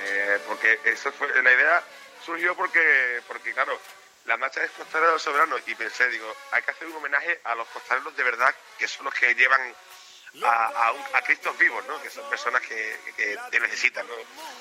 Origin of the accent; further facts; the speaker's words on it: Seville, Andalusia, Spain; aunque yo sé que soy sevillano y desde pequeño son las bandas que a mí más me han llenado, porque es mi tierra